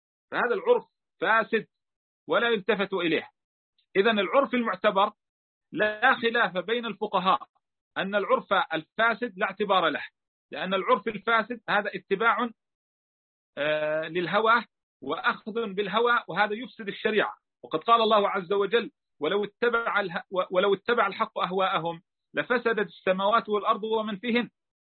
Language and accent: Arabic; Palestine; مثلا في بلادنا فلسطين تعرفنا على تعجيل قسم من المهر وعلى تأجيل الباقي إلى أقرب الأجلين